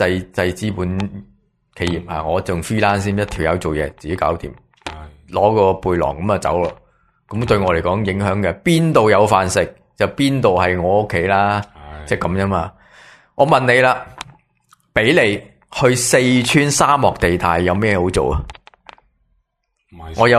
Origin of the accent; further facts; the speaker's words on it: Taiwan; 我觉得我系台湾人，